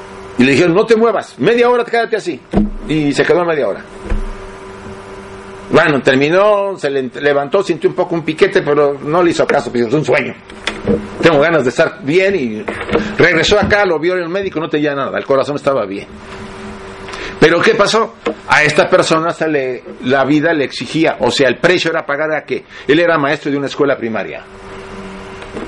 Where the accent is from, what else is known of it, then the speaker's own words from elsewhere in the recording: Mexico; accent: Mexican; now in Spain; a ver qué dice este mexicano, ya casi catalán, pero bueno. Porque sigo hablando como mexicano, me dice, ¿tú hablas todavía como mexicano? Pues sí, el acento no se me quita.